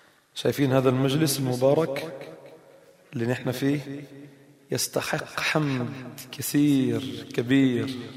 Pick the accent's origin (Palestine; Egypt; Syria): Palestine; وانا فلسطيني،